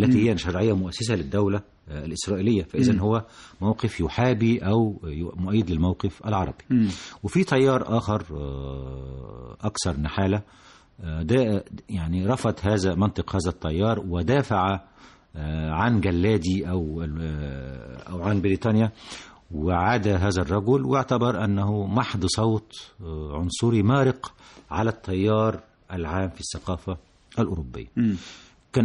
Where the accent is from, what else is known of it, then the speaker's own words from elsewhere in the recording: Egypt; لما أعلنت الجائزة الحقيقة كنت أنا فقط من مصر